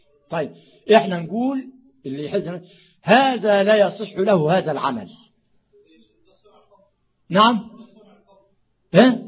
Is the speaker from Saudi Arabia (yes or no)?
no; Sharqia Governorate, Egypt; انا من الشرقيه